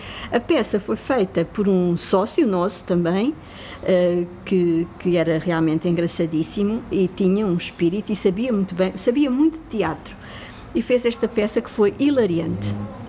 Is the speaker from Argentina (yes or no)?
no; Lisbon, Portugal; born there; Ajuda, no Recruzeiro da Ajuda, precisamente, na rua onde eu nasci